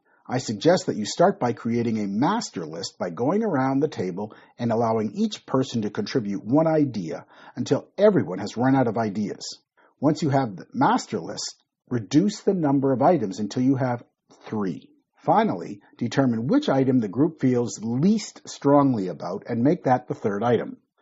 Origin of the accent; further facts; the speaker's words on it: Toronto, Ontario, Canada; moved away as an adult; now in Malaysia; I am Canadian. I was born and grew up in Toronto. I have lived in Malaysia for more than 25 years. Malaysia is now my home.